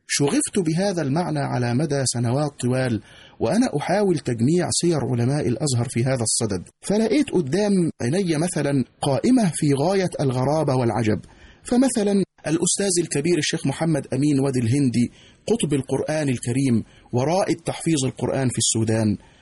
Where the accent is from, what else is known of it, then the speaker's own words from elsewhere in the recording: Egypt; التي تكشف لنا كمصريين كم أن هذا البلد العظيم استقبل الوافدين من مختلف بلاد المعمورة